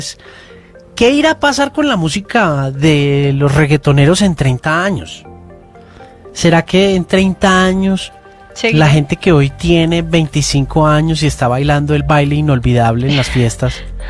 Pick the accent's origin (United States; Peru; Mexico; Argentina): United States; Miami, Florida; yo me crié en Miami. En Miami todo el mundo bailaba merengue